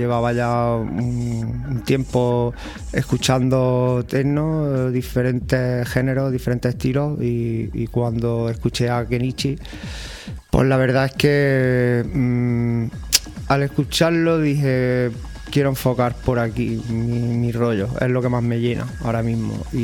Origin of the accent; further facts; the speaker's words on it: Zaragoza, Aragon, Spain; also born or lived in Granada; allí en Zaragoza me crié, mi adolescencia la pasé allí, aunque yo nací aquí en Granada.